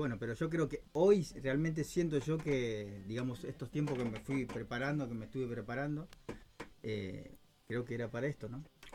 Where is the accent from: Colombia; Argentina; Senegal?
Argentina; Moreno, Buenos Aires Province; Justo da la casualidad que somos de Moreno.